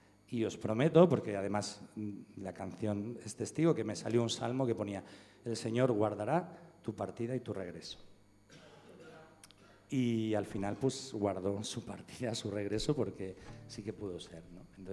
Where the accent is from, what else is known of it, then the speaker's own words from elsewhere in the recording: Valencian Community, Spain; Ella es madrileña, yo soy valenciano.